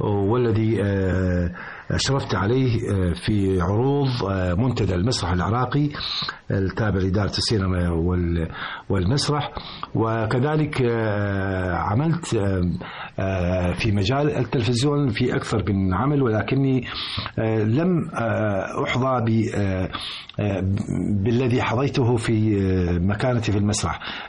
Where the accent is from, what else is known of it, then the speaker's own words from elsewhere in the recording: Libya; الآن على سبيل المثال عندنا في ليبيا